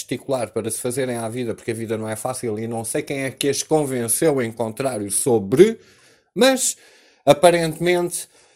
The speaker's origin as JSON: {"language": "Portuguese", "country": "Portugal", "said": "nós próprios, como portugueses"}